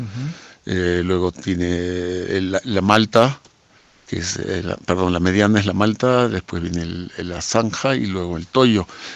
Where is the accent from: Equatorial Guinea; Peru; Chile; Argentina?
Peru; Lima; now in Sacred Valley, Peru; Soy peruano. He nacido en Lima. Y después de una gran vuelta por el mundo, me decidí afincarme en este hermoso Valle Sagrado hace ya 24 años, desde el año 2000